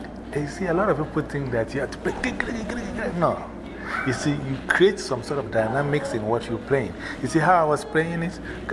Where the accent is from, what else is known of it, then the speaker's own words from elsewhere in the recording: New York, United States; So, yeah, we're from New York. We got techniques.